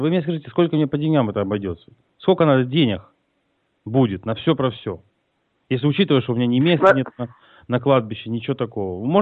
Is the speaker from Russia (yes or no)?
no; Luhansk, Luhansk Oblast, Ukraine; Я из Луганска, он из Луганска. Луганчанин.